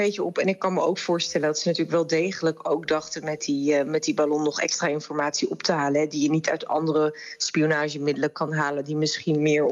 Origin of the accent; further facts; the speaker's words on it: Netherlands; Maar juist in een democratie is het ook wel heel erg belangrijk dat wij allemaal als Nederlanders wel een beetje een beeld kunnen krijgen.